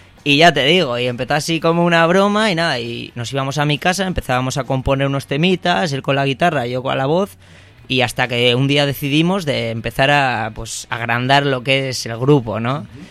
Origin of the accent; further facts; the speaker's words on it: Barakaldo, Basque Country, Spain; Venimos de allí, además somos los cuatro del mismo barrio